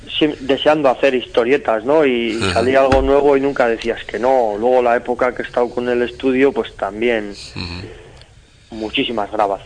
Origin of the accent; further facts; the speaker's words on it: Errenteria, Basque Country, Spain; yo soy de aquí, de Rentería, que es un pueblo pequeño que no tiene nada que ver con Donosti, que es súper pijo